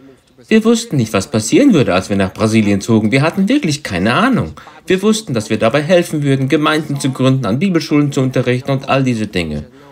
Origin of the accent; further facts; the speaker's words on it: Austria; moved away as an adult; also born or lived in England; ich bin Österreicher, geboren und aufgewachsen in Österreich. Und dann schickte mich Gott im Jahr 82 nach England, südlich von London